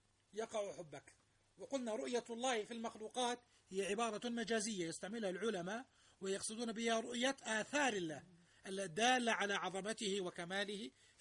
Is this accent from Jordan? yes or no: yes; Jordan; تنزل الناس عندنا في الأردن على البتراء